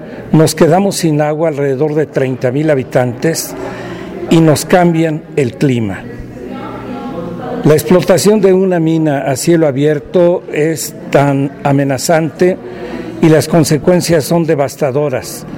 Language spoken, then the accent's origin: Spanish; Tetela de Ocampo, Puebla, Mexico; servidor suyo. Vengo de Sierra Norte de Puebla, precisamente de Tetela de Ocampo.